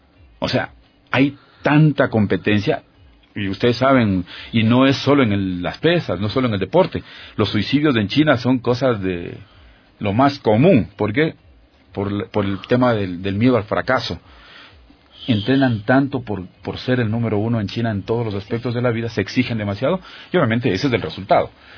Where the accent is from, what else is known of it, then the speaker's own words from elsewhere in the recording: Ecuador; la mentalidad del ecuatoriano. O sea, ya yo soy campeón ecuatoriano